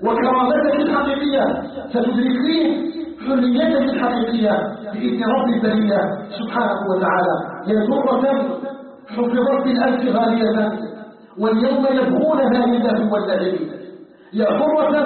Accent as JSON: {"language": "Arabic", "country": "Algeria", "said": "بلدنا الجزائر"}